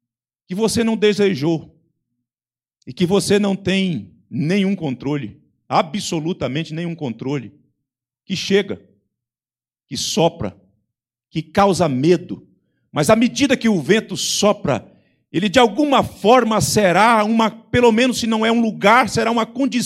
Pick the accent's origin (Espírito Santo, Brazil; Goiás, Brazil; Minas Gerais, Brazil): Espírito Santo, Brazil; eu desconhecia, embora sendo capixaba, desconhecia